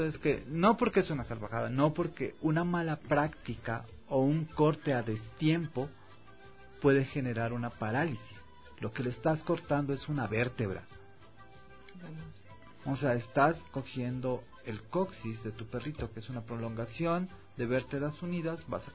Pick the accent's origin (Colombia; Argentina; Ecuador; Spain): Ecuador; Carchi; Soy del Carchi, Tierra Linda, bueno.